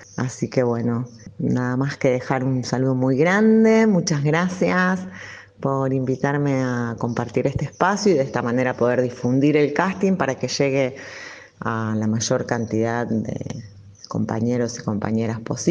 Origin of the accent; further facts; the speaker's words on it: Rosario, Santa Fe, Argentina; now in Funes, Argentina; soy rosarina, actualmente vivo en la ciudad de Funes, en la hermosa ciudad de Funes.